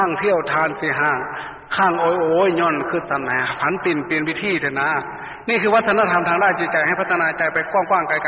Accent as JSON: {"language": "Thai", "region": "Isan", "country": "Thailand", "said": "ทีนี้อิทธิพลของทางภาคกลางก็มาแรงก็เลยมาครอบคลุมพวกเราแม้แต่ในงานศพไงแต่ก่อนจะไม่มีคนอีสานใส่ชุดดำๆมางานศพ"}